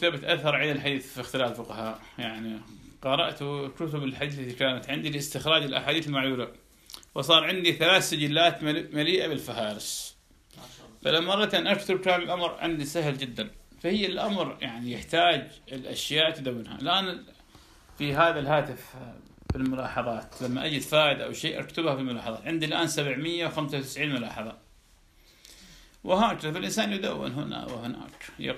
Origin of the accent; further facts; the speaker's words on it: Iraq; كان عندنا بالعراق